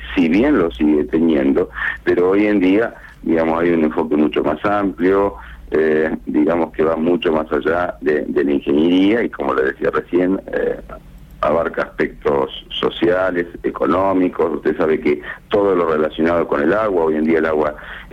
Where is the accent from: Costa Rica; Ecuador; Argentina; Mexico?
Argentina; pero como argentinos, con una visión más amplia